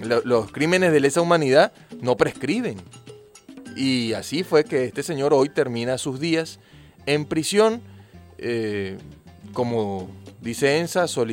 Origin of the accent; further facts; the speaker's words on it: Venezuela; nosotros como venezolanos